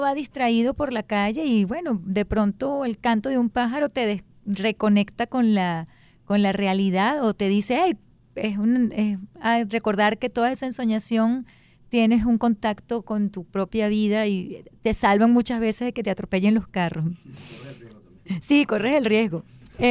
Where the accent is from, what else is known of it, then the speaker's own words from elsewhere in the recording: Maracay, Aragua, Venezuela; Bueno, como ustedes saben, yo crecí en Maracay